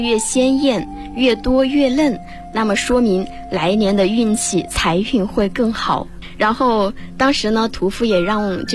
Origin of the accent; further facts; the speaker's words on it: Huangpi, Hubei, China; 小时候因为我老家在黄陂嘛